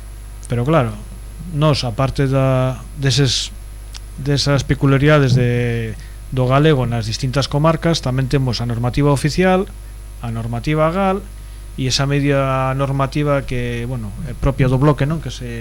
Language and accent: Galician; Galicia, Spain; como bon galegos que somos.